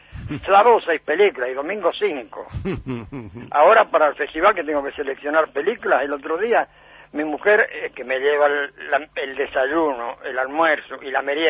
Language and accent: Spanish; Villa Cañas, Santa Fe, Argentina; Yo nací, paré por medio con el cine de mi pueblo.